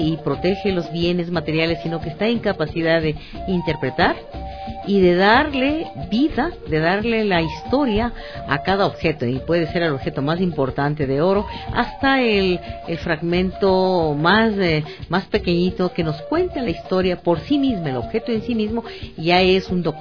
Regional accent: Ecuador; para ser lo que somos ecuatorianos.

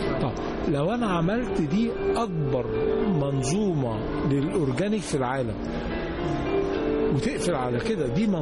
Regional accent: Aswan, Aswan Governorate, Egypt; يا فندم احنا عندنا في أسوان

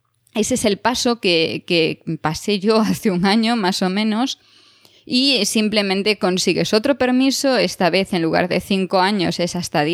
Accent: Spain; now in Switzerland; siendo española no tendría ningún problema para tener la doble nacionalidad, porque España lo permite y Suiza también

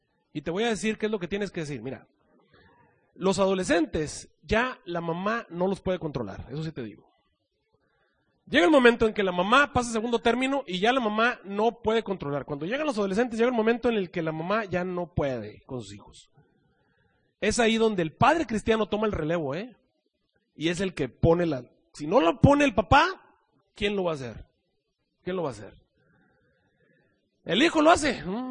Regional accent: Mexico; moved away; cuando yo me vine de México

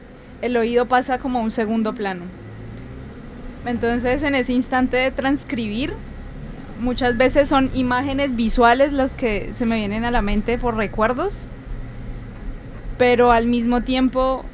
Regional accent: Nariño, Colombia; now in Cali, Colombia; yo no soy de Cali y cuando llegamos acá algo que me llamó mucho la atención fue como el clima. Yo soy de Nariño

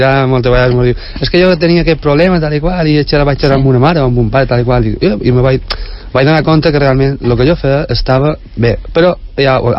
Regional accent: Santa Margalida, Balearic Islands, Spain; nosaltres no som de Palma, som d'un poble de Santa Margalida.

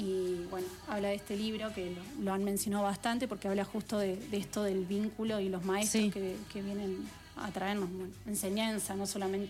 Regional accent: Buenos Aires, Argentina; Incluso yo que vengo de Buenos Aires, donde todo es un departamento

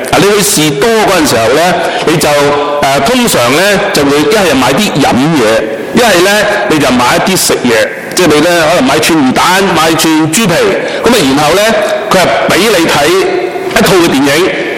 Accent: Hong Kong; 我记得我童年的时候，即是很小的时候，我在香港的屋邨来到是长大的。当时就是60年代

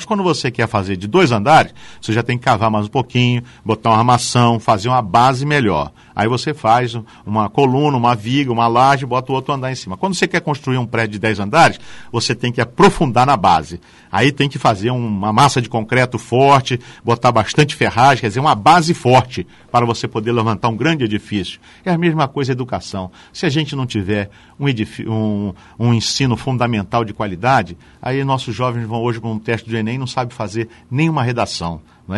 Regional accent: Brazil; Mas eu sou brasileiro.

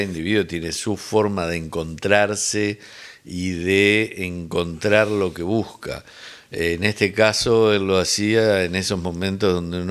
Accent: Montevideo, Uruguay; Claro, los montevideanos también somos porteños, vivimos en un puerto.

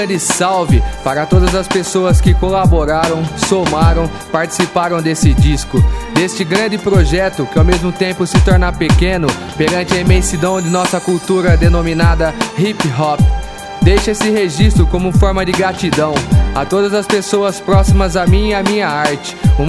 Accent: São Carlos, São Paulo, Brazil; minha quebrada, Zona Sul de São Carlos, Monte Carlo, Jardim Gonzaga, Jardim Pacaembu, Vila Conceição, Jardim Cruzeiro do Sul, Cidade Araci 1 e 2, Antenor Garcia, Zavaglia

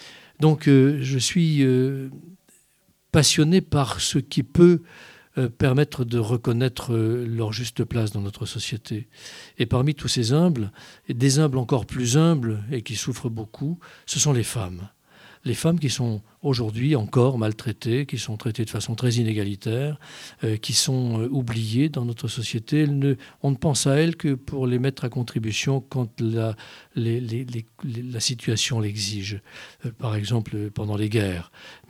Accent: Igné, Grand Est, France; Que je suis Vosgien, oui, que je suis né à Igné, à côté d'Épinal, et que je suis toujours dans ce secteur, que je suis très enraciné dans notre pays

